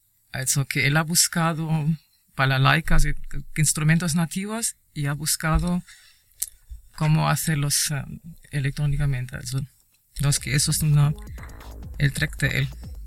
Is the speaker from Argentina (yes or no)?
no; Germany; Spanish is a second language; ya voy a ir a mi tierra, a mi tierra natal. Alemania, por supuesto, es una gran referente a la música electrónica